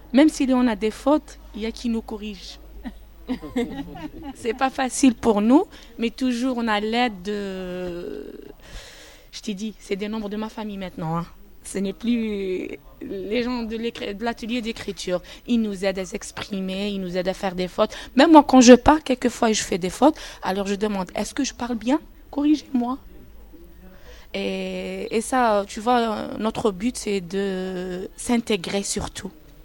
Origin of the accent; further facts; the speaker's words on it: Algeria; Je suis algérienne